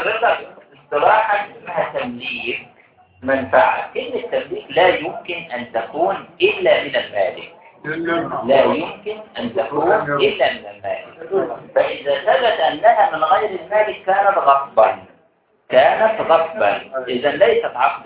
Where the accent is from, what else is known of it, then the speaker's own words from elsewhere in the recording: Egypt; على الوقت اللي موجود عندنا في مصر بالذات